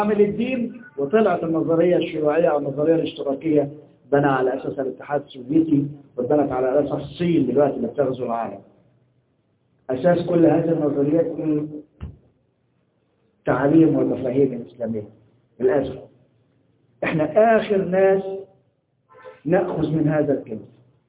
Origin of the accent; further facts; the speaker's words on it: Egypt; احنا عندنا في مصر كان الدستور السابق